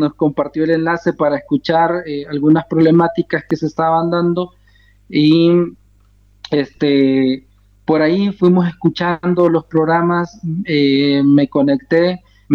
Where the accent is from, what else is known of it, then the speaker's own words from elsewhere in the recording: El Salvador; soy de estirpe Nunahualca. Un pueblo que pues ha batallado desde siempre ante muchas situaciones que enfrentamos como pueblos originarios en los territorios de lo que ahora se llama El Salvador.